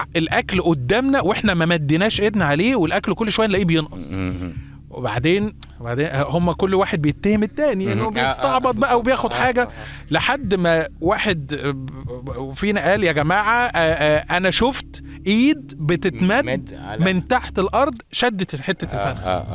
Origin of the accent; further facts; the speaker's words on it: Cairo, Cairo Governorate, Egypt; وكنا في مكان معروف عندنا في القاهرة يعني.